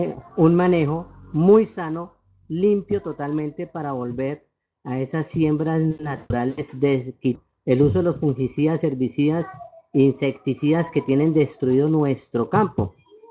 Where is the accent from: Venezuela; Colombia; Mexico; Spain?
Colombia; Fusagasugá, Cundinamarca; nosotros somos de Fusasugá